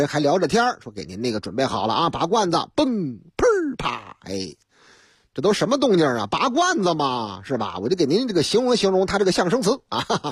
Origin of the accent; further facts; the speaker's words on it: Shuiduizi, Beijing, China; 我的老家水对子。读错了啊，我知道，我们老家人都管这个地方叫水堆子，朝阳那边吗？团结湖边上吗？啊，对了，水堆子。